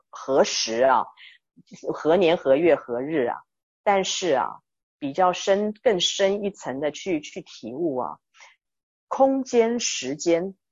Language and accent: Chinese; China; 那就是我们中国人所讲的万法归一